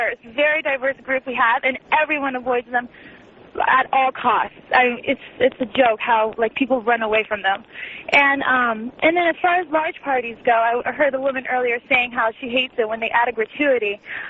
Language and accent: English; Portugal; Right, I'm from Portugal, and the tip is actually 18% at all times always added in.